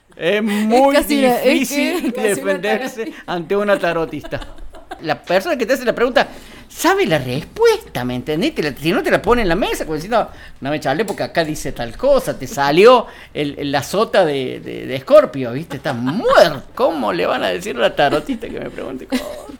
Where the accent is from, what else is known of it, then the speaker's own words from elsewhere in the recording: Cruz del Eje, Córdoba, Argentina; Yo nací acá. Mismo, soy cruz del Ejeño por donde me busqué. En el consultorio del doctor Arrigoni, en la calle Eva Perón. En la cuadra que está entre la Rafael Núñez y la Alsina.